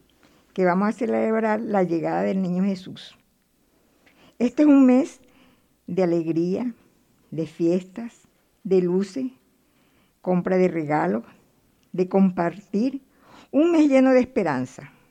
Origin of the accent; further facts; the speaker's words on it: Venezuela; Venezuela, donde las Navidades se celebran de una manera diferente que cuando me vine a la capital. En mi pueblo se celebraba la Navidad junto a la familia.